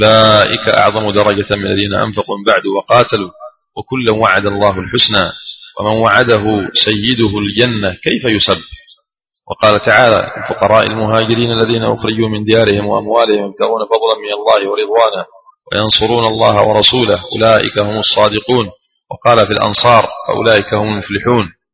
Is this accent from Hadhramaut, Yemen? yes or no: no; Aden, Yemen; كما يقولون عندنا في عدن